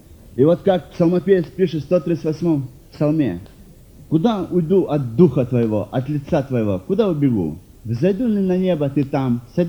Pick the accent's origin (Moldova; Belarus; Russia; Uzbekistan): Russia; North Caucasus; also born or lived in Kazakhstan; Родом я из Казахстана. 5 лет было мне, когда мы переехали на Северный Кавказ. Я из большой семьи, из христианской семьи.